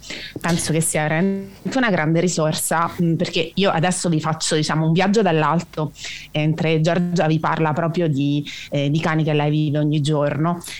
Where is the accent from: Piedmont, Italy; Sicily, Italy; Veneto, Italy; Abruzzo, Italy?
Abruzzo, Italy; essendo abruzzese